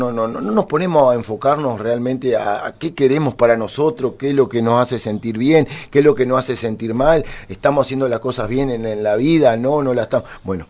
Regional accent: Durazno, Uruguay; mi pueblo, la gente de Durazno, siempre me ha apoyado, siempre ha estado conmigo.

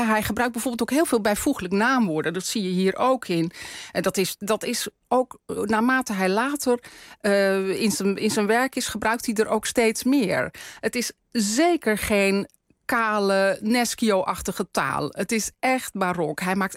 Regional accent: North Holland, Netherlands; Ik kom zelf ook uit West-Friesland. Ja. Dus ik ken het allemaal uit mijn eigen jeugd.

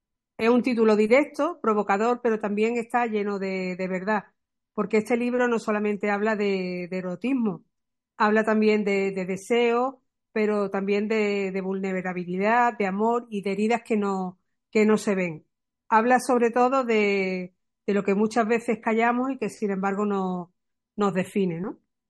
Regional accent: Málaga, Andalusia, Spain; soy malagueña

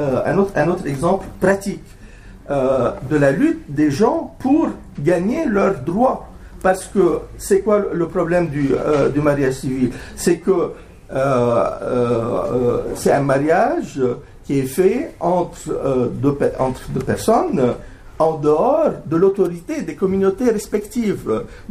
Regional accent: Lebanon; en tant que Libanais, j'ai pas vraiment senti la douceur de ce printemps depuis que je suis né, d'ailleurs.

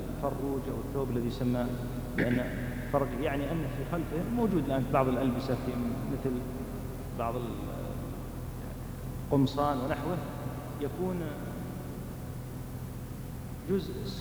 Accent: Saudi Arabia; موجود ولا يزال موجودا لكنه قليل استخدامه بالذات عندنا في المملكة

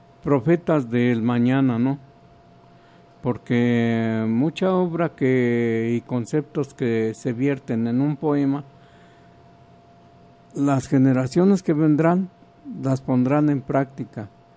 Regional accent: Huejotzingo, Puebla, Mexico; de Huejotzingo me dio las facilidades para presentar mi libro allá y vi toda esa riqueza que tiene mi patria chica

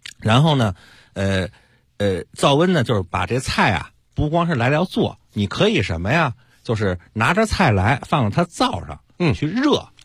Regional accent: Beijing, China; 我家里头就是原来最早住在龙虎寺。龙虎街里头

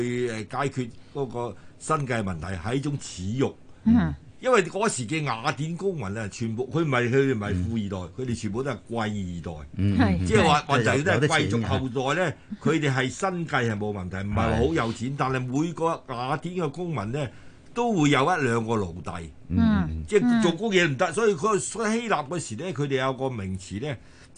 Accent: China; 即係等於我哋中國人所講嘅工匠。

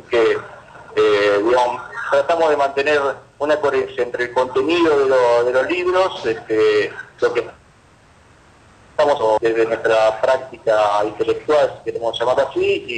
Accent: Argentina; Son de autores que son, algunos somos argentinos

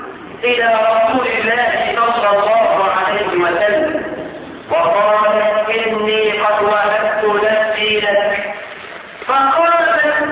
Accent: Egypt; احنا كمصريين عندنا مثل يوافق الشرع

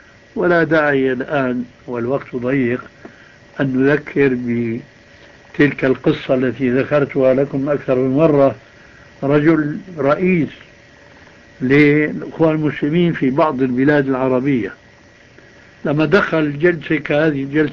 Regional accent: Syria; يقولون عندنا في الشام عجيب من دون قيام

